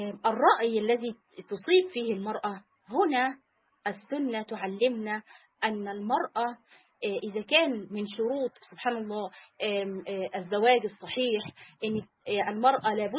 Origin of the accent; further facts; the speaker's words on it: Egypt; سواء البلاد العربية أو سواء عندنا في مصر، في بعض القرى